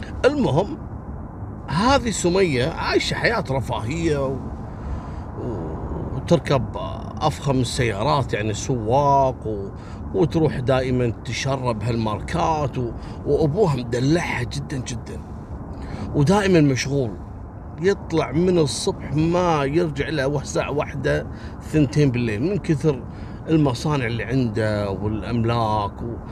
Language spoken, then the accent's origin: Arabic; Kuwait; لكن بعطيكم خبر حصل عندنا في الكويت يوم أمس